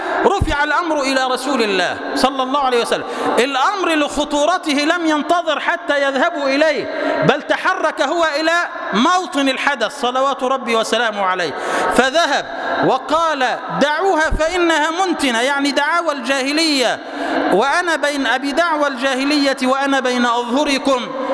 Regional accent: Egypt; اللهم اجعل بلدنا مصر سلما سلاما، أمنا أمانا

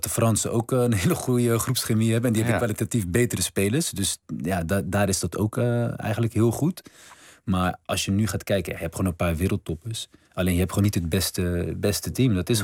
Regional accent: Rotterdam, South Holland, Netherlands; Kijk, mijn opa, we komen uit Rotterdam-Zuid.

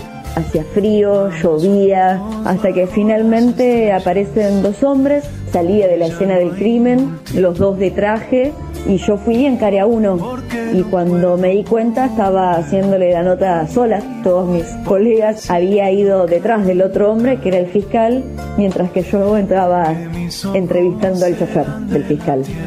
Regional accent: Cipolletti, Río Negro, Argentina; moved away as an adult; now in La Plata, Argentina; soy de Cipolletti, Río Negro, pero ya hace 7 años que vivo en La Plata. Hice toda la escuela en Cipolletti y cuando terminé el secundario decidí venirme a estudiar acá periodismo.

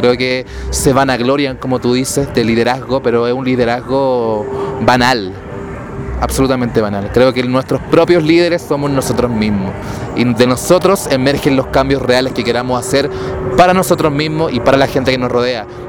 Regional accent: Chile; now in Mexico; llegamos desde Chile a México porque nosotros queríamos. Estamos difundiendo nuestra música acá, la difundimos allá

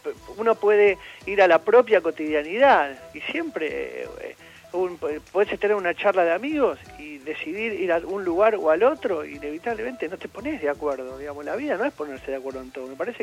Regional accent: Argentina; Todos somos argentinos.

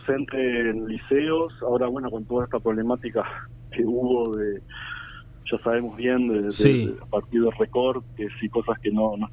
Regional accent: Montevideo, Uruguay; Yo acá tuve la experiencia en mi barrio, yo soy de Villa Española

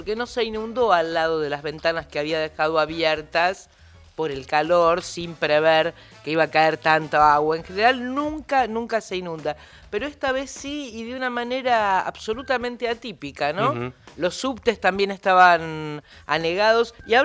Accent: Buenos Aires, Argentina; somos muchos los argentinos, sí, sí, los habitantes de Buenos Aires

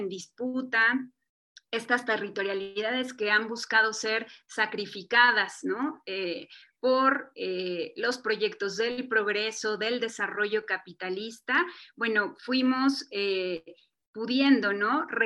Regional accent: Mexico City, Mexico; en la Ciudad de México, donde yo nací, donde viví muchos años de mi vida

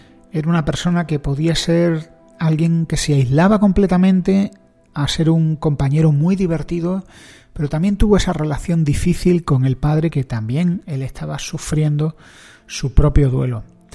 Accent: Spain; yo soy un español

